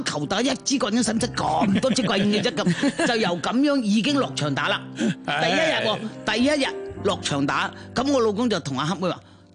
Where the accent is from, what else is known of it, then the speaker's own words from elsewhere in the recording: Hong Kong; 尤其是我哋香港人，系睇到一片草原或者睇到啲海